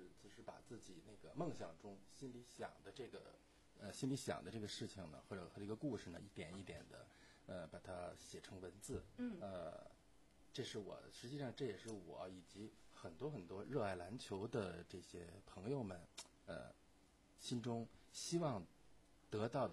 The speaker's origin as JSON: {"language": "Chinese", "region": "Beijing", "country": "China", "tie": "born or raised there", "said": "我本人出生在北京，中学时代我是在一个北京的篮球传统校北京二十二中上学一上上六年"}